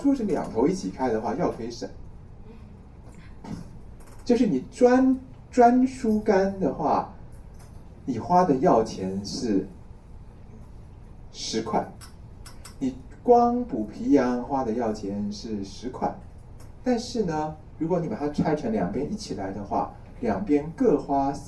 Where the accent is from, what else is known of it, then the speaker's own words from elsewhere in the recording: Taiwan; 好比说啊，我们台湾人来讲